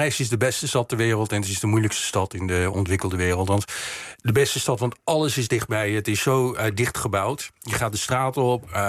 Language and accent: Dutch; Netherlands; Dutch is a second language; Kijk, ik ben in Nederland opgegroeid, dus ik heb datzelfde proces meegemaakt. Ik sprak beter, ik ging naar school, ik leerde meteen Nederlands. Ik sprak beter Nederlands dan mijn ouders.